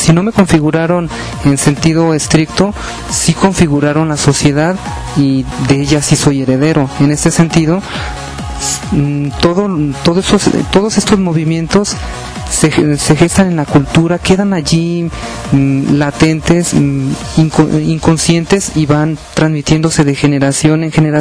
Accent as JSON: {"language": "Spanish", "country": "Mexico", "said": "Eso me permite a mí, independientemente de cuál sea mi procedencia en alguno de los estados de la República, identificarme contigo como mexicano"}